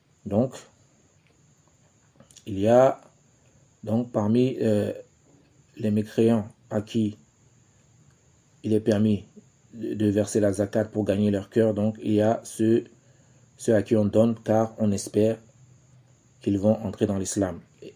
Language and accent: French; Cameroon; ici chez nous au Cameroun